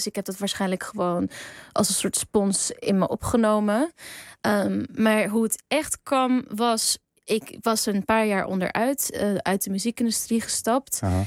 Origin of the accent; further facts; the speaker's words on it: Netherlands; born there; ergens ben ik een Nederlander, want ik heb een Nederlands paspoort en ik ben hier geboren, maar biologisch gezien ben ik 100% een Koerd. Er zit geen Nederlands bloed in mij.